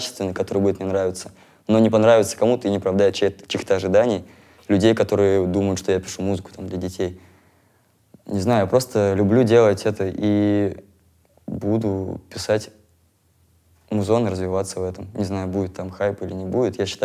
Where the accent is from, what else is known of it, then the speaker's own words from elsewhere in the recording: Moscow, Russia; also born or lived in Murmansk; Вообще, короче, я родился в Мурманске.